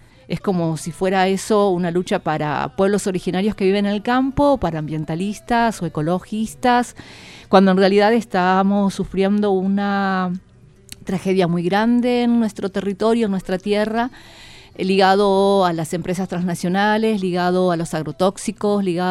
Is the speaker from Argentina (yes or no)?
yes; Chubut, Argentina; Vengo de Kurama, Pukuyamen, se conoce así, desde la provincia de Chubut. Soy una mujer mapuche